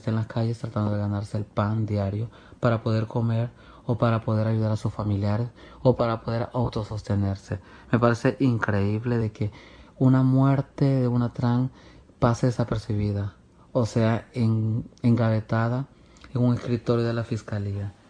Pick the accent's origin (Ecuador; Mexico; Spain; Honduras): Honduras; como ciudadanos hondureños que somos, o como ciudadanas hondureñas que somos.